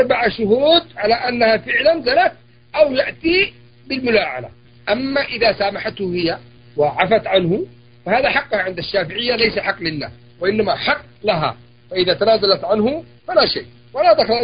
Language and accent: Arabic; Yemen; وهي لغة عندنا في اليمن